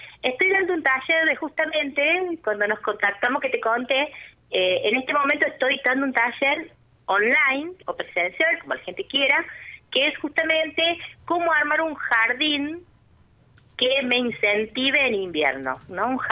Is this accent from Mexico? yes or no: no; Unquillo, Córdoba, Argentina; Sí, yo tengo un vivero aquí en Unquillo, yo soy de Unquillo